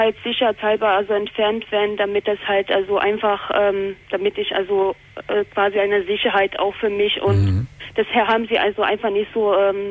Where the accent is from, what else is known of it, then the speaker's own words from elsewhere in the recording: Bosnia & Herzegovina; also ich komme ja ursprünglich aus Bosnien, aus Jugoslawien